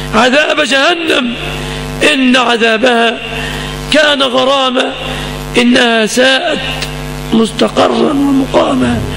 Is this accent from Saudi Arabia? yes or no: no; Egypt; سلم بلادنا مصر من كل مكروه وسوء